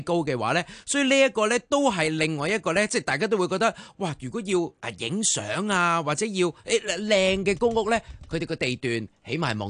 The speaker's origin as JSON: {"language": "Cantonese", "town": "Sha Tin", "region": "New Territories", "country": "Hong Kong", "tie": "born or raised there", "said": "我細個喺嗰度讀幼稚園嘅，同埋我細個住沙田嗰陣時"}